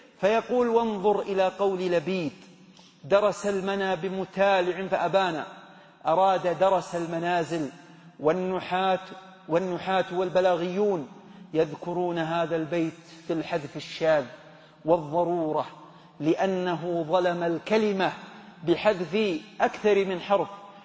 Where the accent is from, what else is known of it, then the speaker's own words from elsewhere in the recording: Hejaz, Saudi Arabia; الغول اللي يسمونه عندنا في الحجاز السعلية